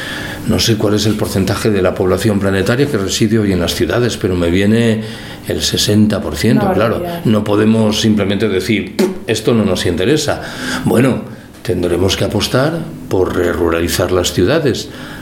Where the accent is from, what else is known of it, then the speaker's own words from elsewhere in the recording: Galicia, Spain; Yo soy gallego y creo que esto sucede espontáneamente en las ciudades gallegas.